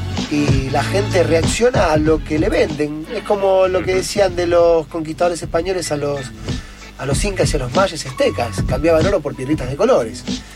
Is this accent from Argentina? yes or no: yes; Argentina; yo tengo que entender que como argentino